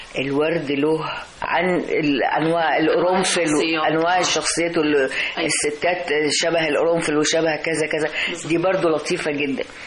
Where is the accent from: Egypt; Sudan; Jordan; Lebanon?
Egypt; Alexandria, Alexandria Governorate; born there; أنا زي ما قلتلك اتولدت في اسكندرية